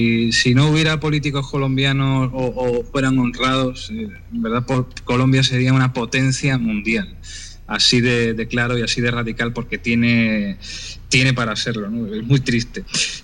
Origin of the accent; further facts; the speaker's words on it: Spain; yo soy español